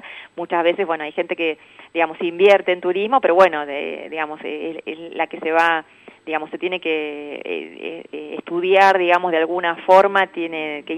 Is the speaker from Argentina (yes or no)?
yes; Sierras Bayas, Buenos Aires, Argentina; Yo soy de Sierras Bayas